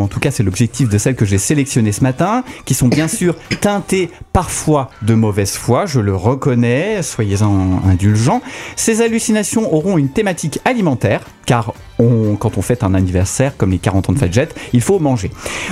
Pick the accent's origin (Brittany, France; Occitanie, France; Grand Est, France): Grand Est, France; en tant que Lorrain, nous consommons également beaucoup de pommes de terre.